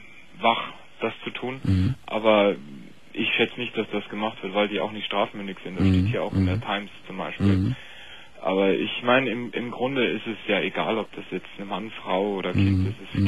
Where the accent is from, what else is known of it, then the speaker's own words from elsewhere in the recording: Munich, Bavaria, Germany; accent: Bavarian; Ich bin Münchner, aber habe auch ein bisschen Sprachwissenschaften studiert und deswegen hört man vielleicht auch den bayerischen Akzent.